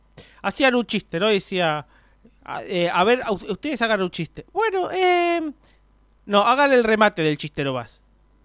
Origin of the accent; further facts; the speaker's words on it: Buenos Aires, Argentina; Bonaerense, señor. Bonaerense, Río Platense y bonaerense.